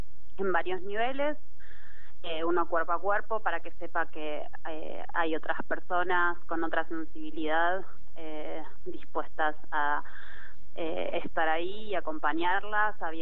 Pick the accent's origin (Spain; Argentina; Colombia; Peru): Argentina; Bariloche, Río Negro; now in Buenos Aires, Argentina; Yo soy de Bariloche, pero estoy ahora en Buenos Aires.